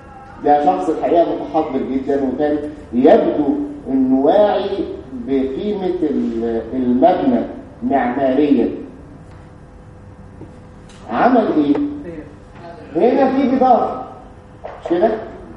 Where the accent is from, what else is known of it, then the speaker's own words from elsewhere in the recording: Egypt; وانا يعني عندنا في مصر الحمد لله بعتقد يعني انه في حرية